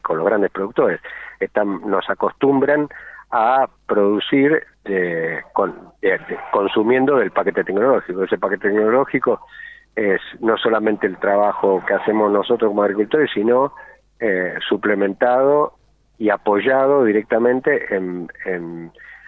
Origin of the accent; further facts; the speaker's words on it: Rivadavia, Mendoza, Argentina; Yo soy de Rivadavia, arriba, casi con el borde de Junín y de Luján, cerca del Carrizal.